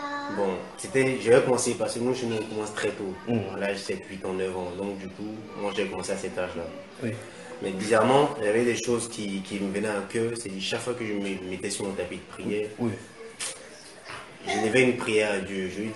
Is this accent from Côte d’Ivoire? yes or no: yes; Côte d’Ivoire; dans Côte d'Ivoire, dans un environnement pareil.